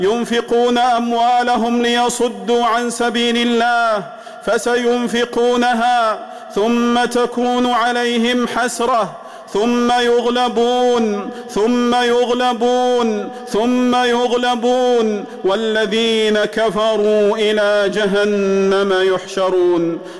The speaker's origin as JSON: {"language": "Arabic", "country": "Saudi Arabia"}